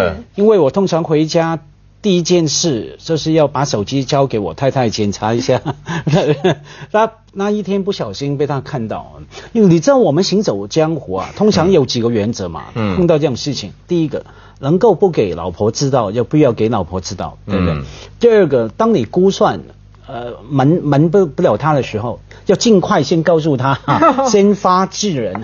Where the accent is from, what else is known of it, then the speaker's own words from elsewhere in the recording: Hong Kong; 我们香港人有一句话说：“趁你病要你命。”